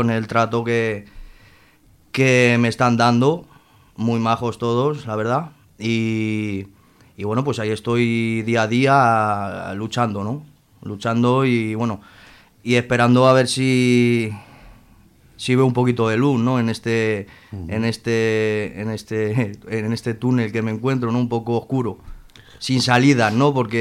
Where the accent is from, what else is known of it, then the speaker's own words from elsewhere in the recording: Madrid, Community of Madrid, Spain; now in Zaragoza, Spain; Sí, yo soy madrileño, sí. Nací en Madrid. Y bueno, llevo aquí en Zaragoza desde hace un año.